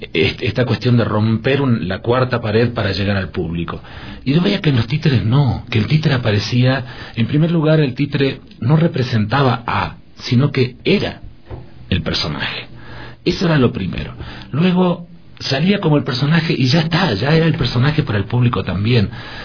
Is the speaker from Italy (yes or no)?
no; Patagonia, Argentina; yo soy de la Patagonia, pero del norte de la Patagonia